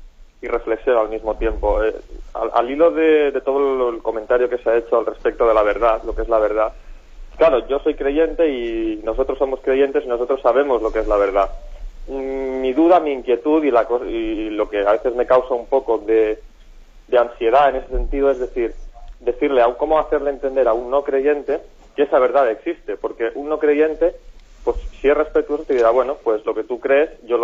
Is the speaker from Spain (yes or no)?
yes; Girona, Catalonia, Spain; de Gerona también.